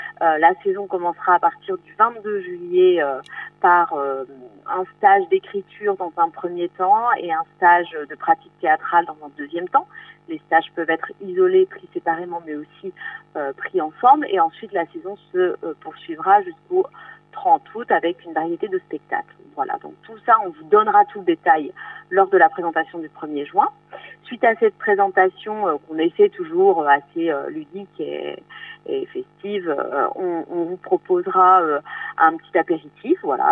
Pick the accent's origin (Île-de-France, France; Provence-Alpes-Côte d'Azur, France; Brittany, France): Brittany, France; Moi, je suis originaire de Vannier, … de Bretagne